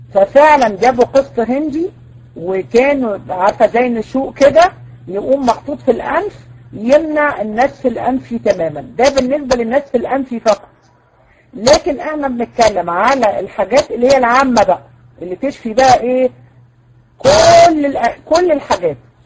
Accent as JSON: {"language": "Arabic", "country": "Egypt", "said": "اه موجوده عندنا في مصر."}